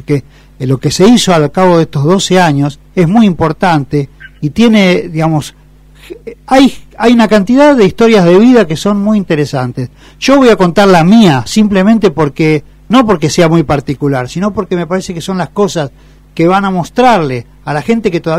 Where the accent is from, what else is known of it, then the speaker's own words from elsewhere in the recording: Avellaneda, Buenos Aires Province, Argentina; porque yo estoy acá en el barrio, ¿no? Soy del barrio de Avellaneda. También soy alumno de la universidad.